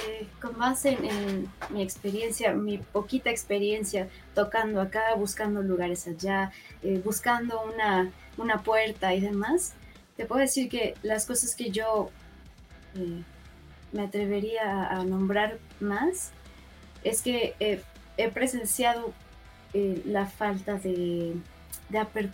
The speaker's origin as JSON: {"language": "Spanish", "country": "Mexico", "said": "Somos mexicanos y nuestra propuesta musical está siendo influenciada por muchos"}